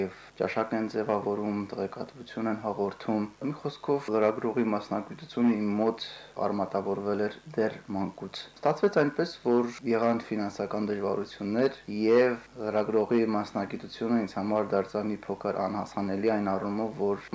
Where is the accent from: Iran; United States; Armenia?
Armenia; Serher; Ծնվել եմ ես Սերհերում, այնտեղ եմ միջնակարգս ավարտել, այնտեղ եմ անցկացրել իմ ամենահետաքրքիր, ամենաբովանդակալից օրերը։